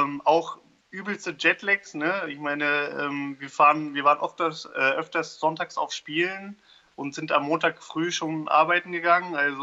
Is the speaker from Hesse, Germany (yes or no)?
yes; Frankfurt, Hesse, Germany; born there; ich komme gebürtig aus Frankfurt.